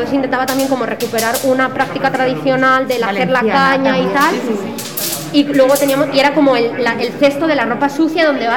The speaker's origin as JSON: {"language": "Spanish", "town": "Dénia", "region": "Valencian Community", "country": "Spain", "said": "mi mejor amiga de Denia, yo soy de Denia"}